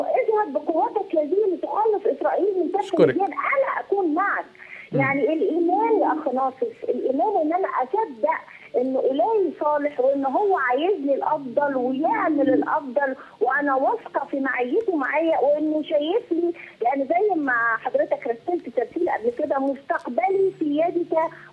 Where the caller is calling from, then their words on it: England, United Kingdom; من إنجلترا.